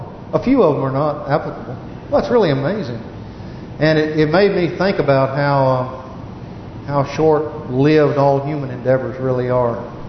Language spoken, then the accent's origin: English; United States; I'm an American, obviously.